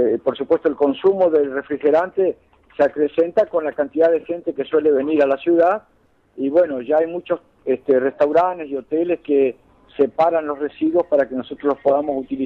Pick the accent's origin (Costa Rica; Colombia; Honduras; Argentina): Argentina; Puerto Iguazú, Misiones; Exacto, somos de Puerto Iguazú.